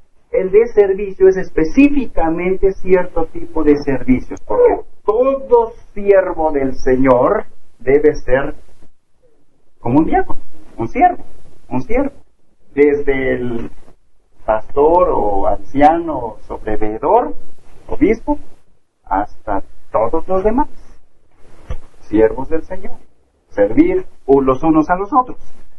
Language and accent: Spanish; Alceseca, Puebla, Mexico; incluyendo Alceseca, de donde soy originario